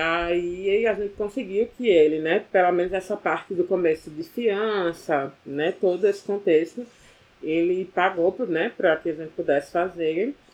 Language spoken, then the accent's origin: Portuguese; Olinda, Pernambuco, Brazil; now in Recife, Brazil; eu sou originalmente de Olinda, mas aí durante a graduação aqui na UFPE, como eu chegava em casa muito tarde, meia-noite, 1h da manhã, no final das contas era mais interessante vir morar aqui